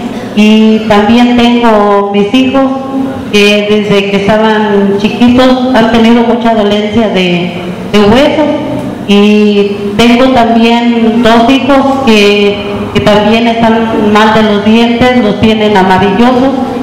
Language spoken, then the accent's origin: Spanish; Dolores Hidalgo, Guanajuato, Mexico; vengo del municipio de Dolores Hidalgo.